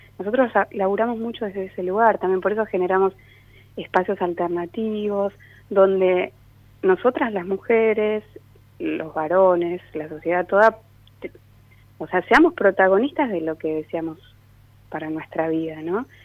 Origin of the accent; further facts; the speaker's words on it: Entre Ríos, Argentina; yo trabajo en un hospital en Entre Ríos. Nosotros uh-huh. venimos de Entre Ríos.